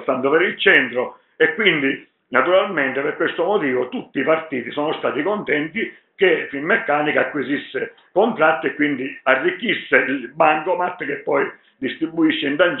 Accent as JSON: {"language": "Italian", "region": "Sicily", "country": "Italy", "said": "noi da siciliani che ci dobbiamo spostare in aereo perché viviamo in una zona dove ci hanno privato dei treni, di tante cose"}